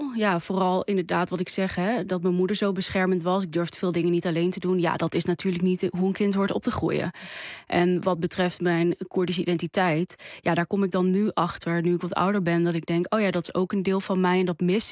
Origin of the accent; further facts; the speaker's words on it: Netherlands; Ik ben in Nederland opgegroeid. Ik ben opgegroeid met mijn moeder.